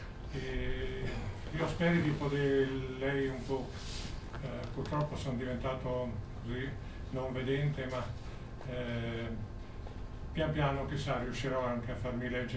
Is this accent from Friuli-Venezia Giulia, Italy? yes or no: yes; Friuli-Venezia Giulia, Italy; born there; now in Bolzano, Italy; Io sono nato in Friuli, sono stato in giro un po' per tanti anni per l'Italia, sono arrivato a Bolzano nel 1939, quindi in Friuli sono tornato solo alcuni anni nella mia età giovanile